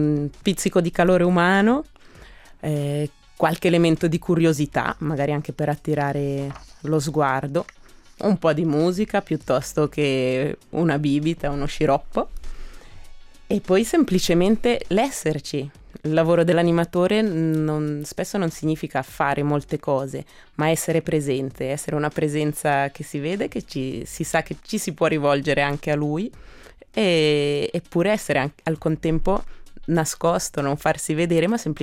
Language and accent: Italian; Giubiasco, Ticino, Switzerland; Ma certamente io sono cresciuta a Giubiasco, quindi nell'animazione c'è anche una certa spinta di cittadinanza